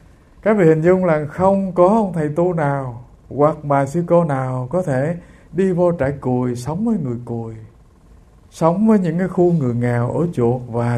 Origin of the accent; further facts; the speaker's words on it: An Giang, Vietnam; Quê hương tôi hồi xưa, thưa các vị, có cái nơi gọi là Cù Lao Giang. Tức là từ bên này sông Tiền đi ngang qua bên kia thì có một cái nơi